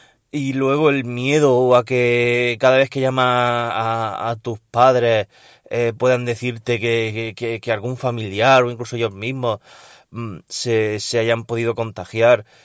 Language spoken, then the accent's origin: Spanish; Region of Murcia, Spain; vuestro murciano favorito.